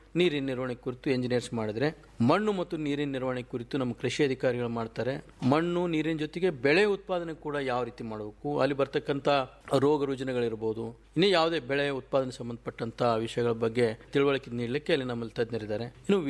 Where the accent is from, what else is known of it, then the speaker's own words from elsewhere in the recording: Karnataka, India; ಮೂಲತಃ ನಂದು ಕೂಡ ವಿಜಾಪುರ ಜಿಲ್ಲೆ, ಭೀಮಾ ನದಿ ತೀರದಲ್ಲಿ ನನ್ನ ಊರು. ನನಗೆ ಒಂದು ರೈತನ ಮಗನಾಗಿ